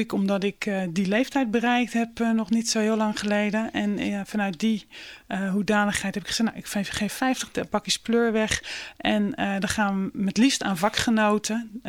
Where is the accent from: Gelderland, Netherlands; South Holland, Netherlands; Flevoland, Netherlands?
South Holland, Netherlands; Rotterdam; Ja, nou, ik ben een Rotterdamse puur sang, geboren en getogen in Rotterdam-Noord.